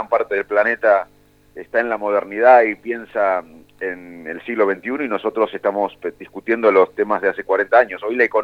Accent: Salto, Buenos Aires Province, Argentina; Yo cuando era chico en Salto me sentaba con mi viejo a ver televisión

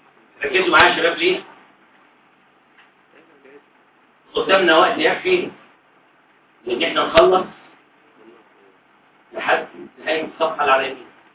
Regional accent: Egypt; لأن البيض عندنا إحنا كمصريين في الأرياف عادة ممكن يضرب البيض مع كوباية لبن

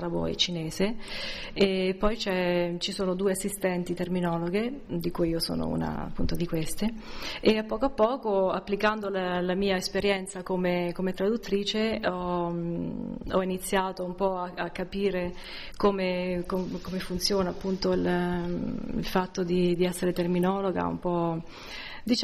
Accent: Civitanova Marche, Marche, Italy; also born or lived in Florence; sono italiana, vengo dalle Marche, da Civitanova Marche. Ho fatto i miei studi a Firenze, nella Scuola Superiore per Traduttori ed Interpreti. E da lì ho vissuto a Firenze per un periodo

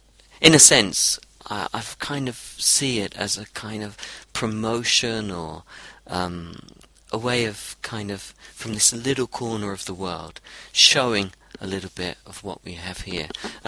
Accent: London, United Kingdom; also born or lived in Brazil / Europe / Australia; now in New Zealand; I'm from London, and I lived in Brazil and in Europe and in Australia and now in New Zealand.

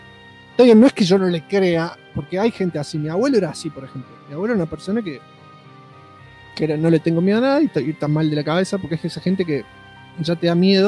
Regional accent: Salta, Argentina; Ante todo aclaro que soy de Salta.

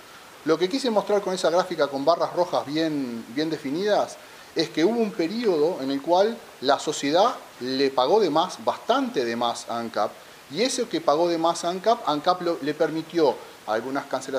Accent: Uruguay; Y eso a mí no me deja tranquilo como uruguayo

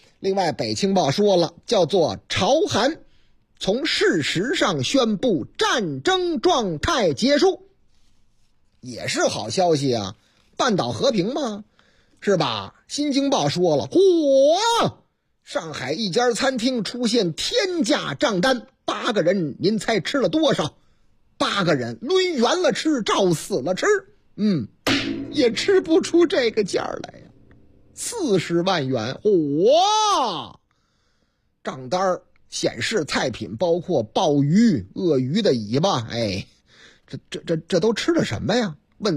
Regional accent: Beijing, China; 北京青年报说咱北京，呵，我老家南城厉害了

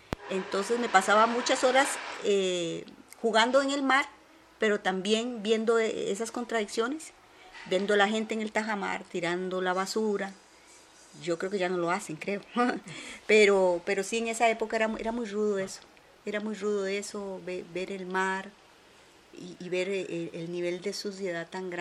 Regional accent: Limón, Costa Rica; Yo vengo de la provincia de Limón, pero ya una vez, cuando crucé mi infancia, mis padres fueron a dar a Barrio México. Yo me casé muy joven y después vine a dar aquí a Desamparados, a Barrio Colonia del Sur.

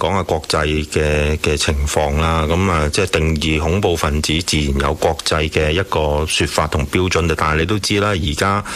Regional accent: China; 咧嘅言論都好中肯嘅，即係我哋中國人成日講情理法啊嘛。

